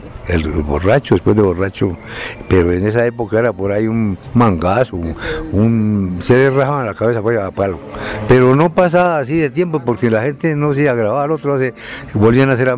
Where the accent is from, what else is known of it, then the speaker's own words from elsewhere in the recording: Cundinamarca, Colombia; antes de estar campos deportivos como fue mi pueblo, que ahora hace unas 5 o 8 casitas. Hace el año 70 se iniciaron las redes eléctricas para las veredas. Antes no teníamos.